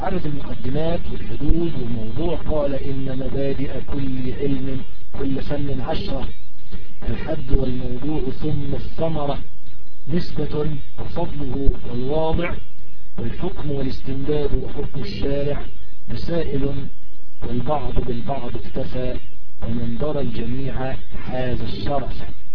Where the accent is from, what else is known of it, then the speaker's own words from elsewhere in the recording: Egypt; فمثلا أنا رجل مصري الجنسي